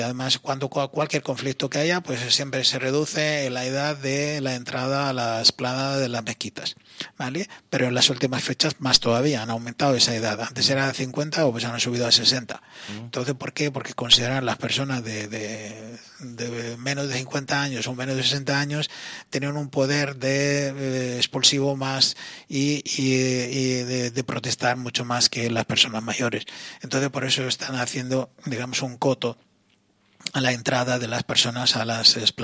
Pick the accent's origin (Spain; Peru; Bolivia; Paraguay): Spain; por lo tanto, soy español plenamente